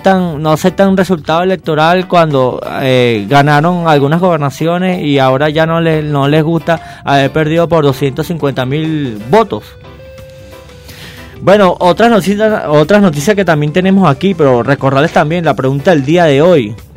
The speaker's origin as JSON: {"language": "Spanish", "country": "Venezuela", "said": "como todos los venezolanos debemos convivir en este país, porque al final todos somos venezolanos"}